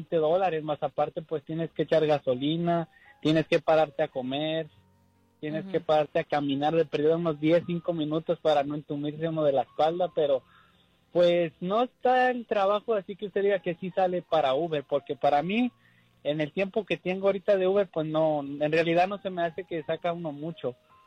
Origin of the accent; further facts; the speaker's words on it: Guadalajara, Jalisco, Mexico; Ah, de Guadalajara, Jalisco.